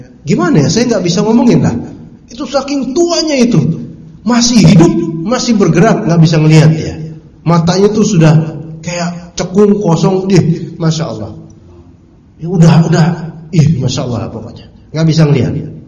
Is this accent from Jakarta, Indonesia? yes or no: yes; Pasar Minggu, Jakarta, Indonesia; born there; saya nggak ngerti bahasa Jawa karena saya kelahiran Pasar Minggu ya, jadi nggak tahu.